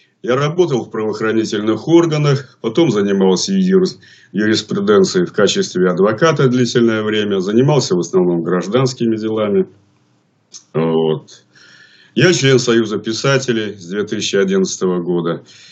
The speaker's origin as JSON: {"language": "Russian", "region": "Saint Petersburg", "country": "Russia", "tie": "born there", "said": "но бабушка с дедушкой у меня из Витебской области. Сам я родился в Ленинграде."}